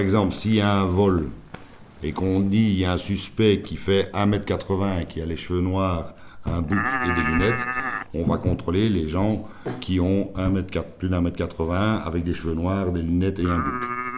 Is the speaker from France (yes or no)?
no; Molenbeek, Brussels, Belgium; Quand j'étais à la police de Molenbeek avant, puisque je viens de Molenbeek